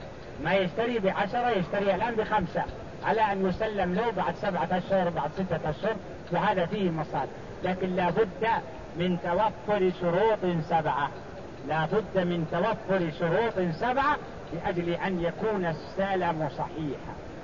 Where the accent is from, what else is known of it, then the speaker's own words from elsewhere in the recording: Mecca, Makkah Province, Saudi Arabia; يعني عندنا في مكة هذا نقول هذا جيد